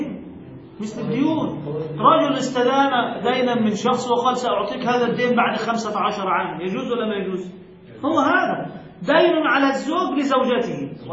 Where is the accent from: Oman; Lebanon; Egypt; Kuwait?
Egypt; وهذا المعتاد عندنا في مصر بهذه الصورة